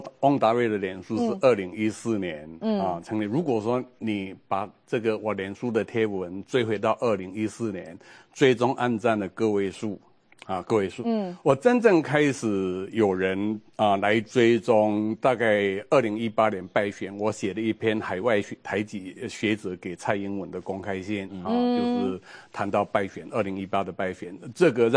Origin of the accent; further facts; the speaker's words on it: Alishan, Chiayi County, Taiwan; 我爸爸是林务局的员工啊，所以说我从小在阿里山出生长大。